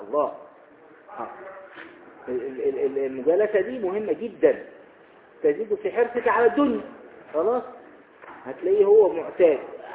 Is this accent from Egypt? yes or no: yes; Egypt; ويقولون ايضا عندنا في مصر الصاحب ساحب